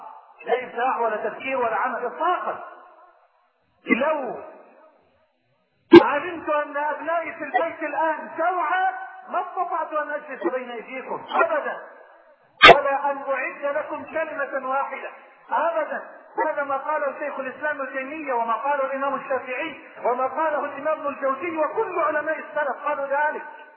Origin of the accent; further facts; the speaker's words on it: Sudan; استثمرت ربع ما يدره البترول في بلدي السودان